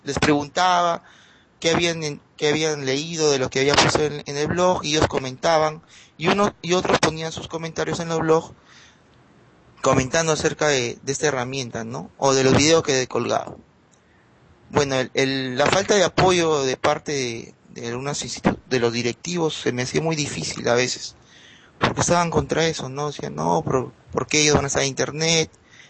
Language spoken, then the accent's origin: Spanish; Trujillo, La Libertad, Peru; soy de Trujillo, Perú. Bueno, es un distrito, ¿no? La región se llama La Libertad